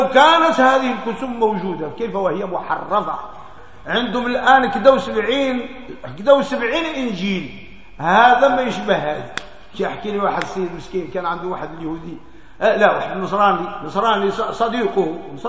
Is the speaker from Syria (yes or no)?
no; Morocco